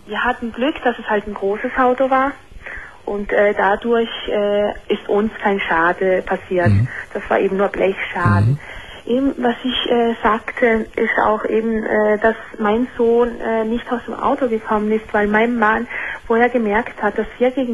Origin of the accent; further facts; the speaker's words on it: Italy; also ich bin eine Italienerin.